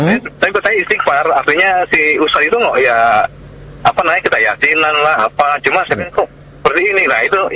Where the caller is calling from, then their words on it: Tangerang, Banten, Indonesia; Saya dari … Pak di Citra Raya, Tangerang.